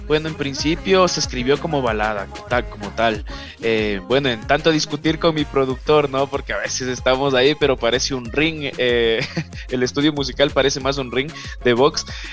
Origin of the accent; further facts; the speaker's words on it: Quito, Pichincha, Ecuador; Estamos haciendo un trabajo a las afueras de Quito que sería la periferia, ¿no? De mi ciudad natal.